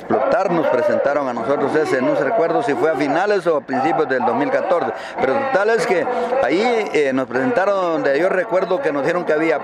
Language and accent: Spanish; Nueva Santa Rosa, Santa Rosa, Guatemala; Conforme a las fuentes de agua, yo soy de Nueva Santa Rosa.